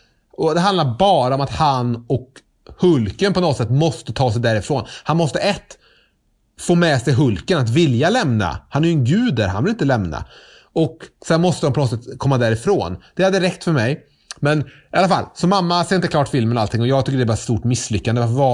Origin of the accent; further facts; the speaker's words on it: Trollhättan, Västra Götaland County, Sweden; Så jag var hemma nu i Trollhättan, där jag är ifrån, där mamma bor, över påsk.